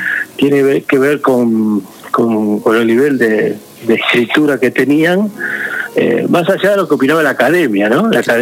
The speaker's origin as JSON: {"language": "Spanish", "town": "Rosario", "region": "Santa Fe", "country": "Argentina", "said": "Yo era sido del bar, sí, como todo rosarino"}